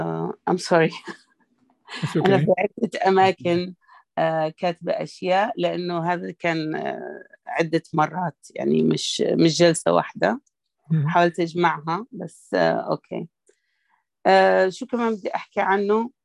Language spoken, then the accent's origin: Arabic; Sudan; واشتغل في السكة الحديد اللي كانت تبنيها بريطانيا عندنا في السودان